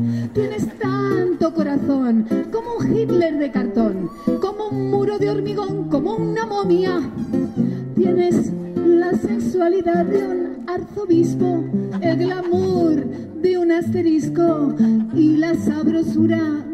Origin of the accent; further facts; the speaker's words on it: Region of Murcia, Spain; Y además soy de Murcia.